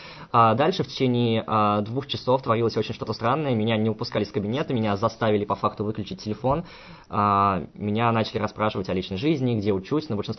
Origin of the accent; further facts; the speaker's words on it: Saratov, Saratov Oblast, Russia; Я говорю, я сам из Саратова.